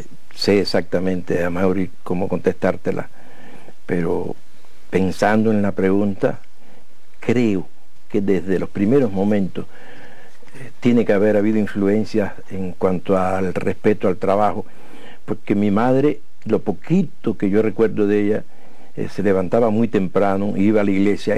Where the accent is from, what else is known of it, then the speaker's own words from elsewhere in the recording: Mayarí, Holguín, Cuba; caímos en mi pueblo. Y creo que si algo importante tiene Mayarí en ese cariño que me tiene la gente